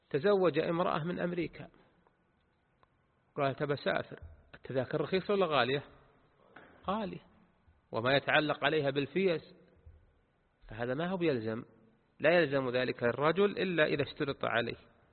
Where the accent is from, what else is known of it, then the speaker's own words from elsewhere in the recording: Saudi Arabia; كان قاضيا في ناحية من النواحي في بلدنا المملكة العربية السعودية